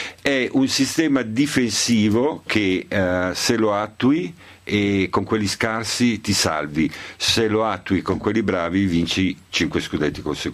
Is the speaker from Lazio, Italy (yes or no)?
no; Reggio Emilia, Emilia-Romagna, Italy; io sono nato a Reggio Emilia molto tempo. E quindi la Serie A al Palabigi è sempre una cosa che mi fa felice